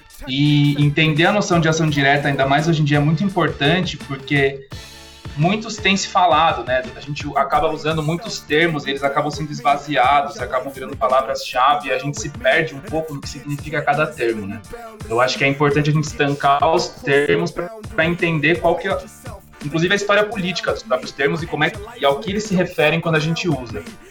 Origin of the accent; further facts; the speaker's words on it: São Paulo, Brazil; eu sou de São Paulo